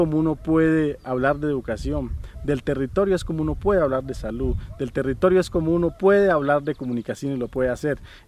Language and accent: Spanish; Colombia; como comunidades indígenas y como población colombiana